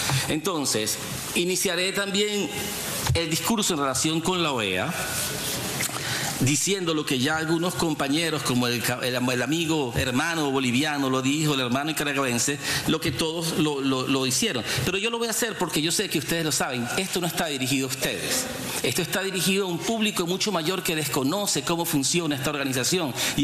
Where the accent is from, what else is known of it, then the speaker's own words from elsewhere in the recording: Venezuela; que yo debo ser como venezolano más leal a mi Constitución